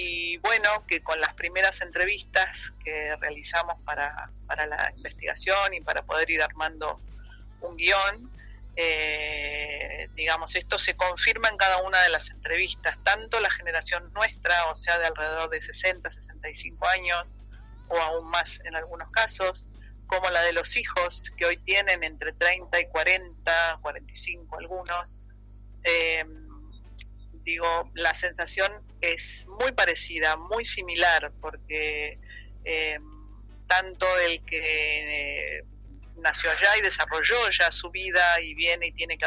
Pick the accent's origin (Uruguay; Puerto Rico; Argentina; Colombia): Argentina; moved away; also born or lived in Stockholm, Sweden; yo personalmente salí de Argentina al exilio en el año 77, y aunque no fue España ni Madrid mi ciudad de exilio, sino Suecia, Estocolmo